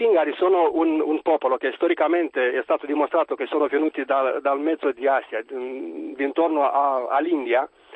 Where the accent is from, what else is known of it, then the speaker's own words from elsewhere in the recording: Romania; Italian is a second language; now in Perugia, Italy; Buongiorno, sono un perugino romeno.